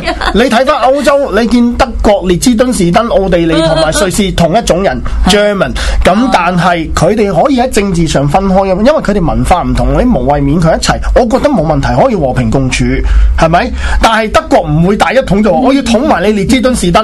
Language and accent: Cantonese; Hong Kong; 我哋都唔系中国人，我哋香港人嚟啫嘛